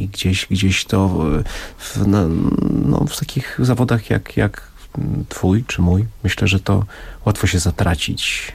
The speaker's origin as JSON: {"language": "Polish", "town": "Oświęcim", "region": "Lesser Poland", "country": "Poland", "tie": "born or raised there", "said": "urodziłem się w Oświęcimiu, moja mama, moja siostra z rodziną mieszka w Brzezińce, w domu, z którego widać obóz. Byłem wściekły jako dziecko, że mieszkam w takim miejscu"}